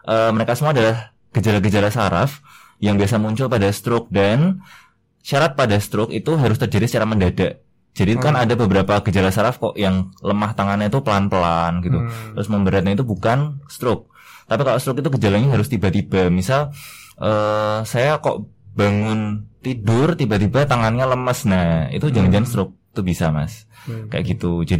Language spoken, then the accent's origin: Indonesian; Semarang, Central Java, Indonesia; now in Yogyakarta, Indonesia; Saya asal dari Semarang, Mas.